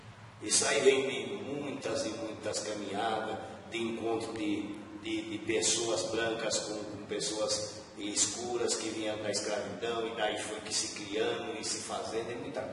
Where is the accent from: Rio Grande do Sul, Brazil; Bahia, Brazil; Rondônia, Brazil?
Bahia, Brazil; Eu sou mestre aqui, eu estou falando com você como baiano.